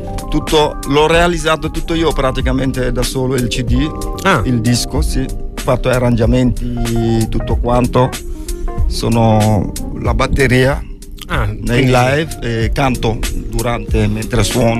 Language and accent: Italian; Senegal; Sono del Senegal, sì.